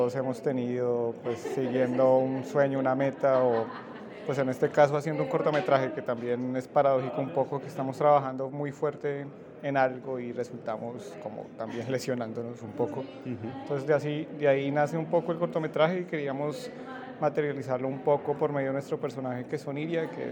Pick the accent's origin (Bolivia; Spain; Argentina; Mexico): Spain; Madrid, Community of Madrid; Ya, soy de Madrid.